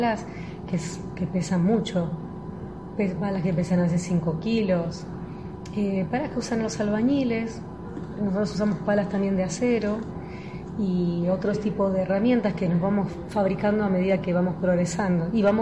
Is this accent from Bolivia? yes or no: no; Argentina; en este caso nosotros somos argentinas